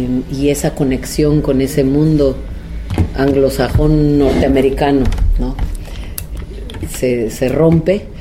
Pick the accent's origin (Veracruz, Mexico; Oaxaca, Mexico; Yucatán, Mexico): Oaxaca, Mexico; y también como oaxaqueña, porque creo que como oaxaqueña percibimos la política de una manera distinta, en la que toda la comunidad participa de cierta forma en las decisiones, ¿no?, de nuestra sociedad.